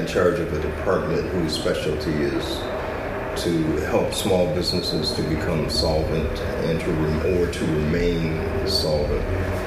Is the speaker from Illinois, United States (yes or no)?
no; Detroit, Michigan, United States; Yeah, I'm from Detroit. I was a math teacher in Detroit.